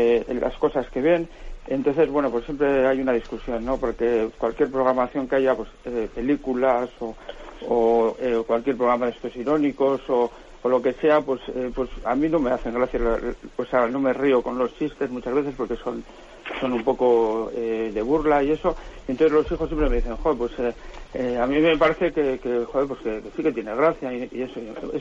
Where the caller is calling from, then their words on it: Bilbao, Basque Country, Spain; de Bilbao.